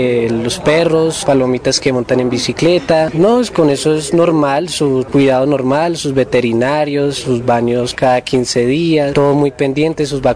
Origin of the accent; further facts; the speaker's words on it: Bogotá, Colombia; pues yo soy de Bogotá, hay familia de otras partes del país, de otra parte de Colombia.